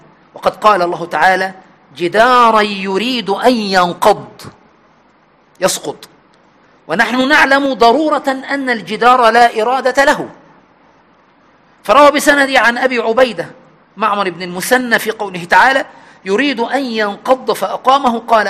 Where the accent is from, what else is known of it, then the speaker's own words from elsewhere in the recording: Egypt; عندنا في مصر هنا يتكلمون عن المرأة العفيفة والقوية في دينها